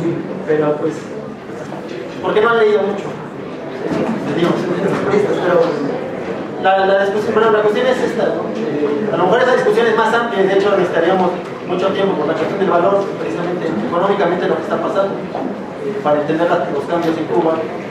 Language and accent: Spanish; Puebla, Mexico; nosotros venimos de Puebla, de hecho nos organizamos para poder venir.